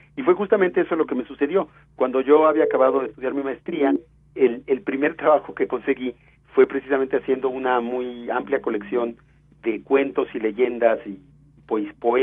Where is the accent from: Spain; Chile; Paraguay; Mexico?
Mexico; hoy los mexicanos del siglo XXI definimos quiénes somos como mexicanos